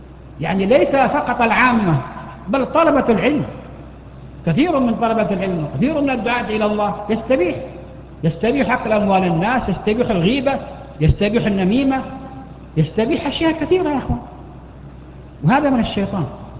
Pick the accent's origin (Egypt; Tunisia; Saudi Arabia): Saudi Arabia; Mecca, Makkah Province; هناك عندنا في مكة أحد المحسنين